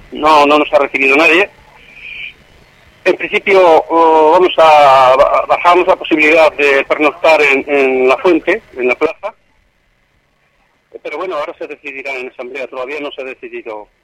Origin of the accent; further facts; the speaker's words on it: Valladolid, Castile and León, Spain; Sí, soy de aquí de Valladolid.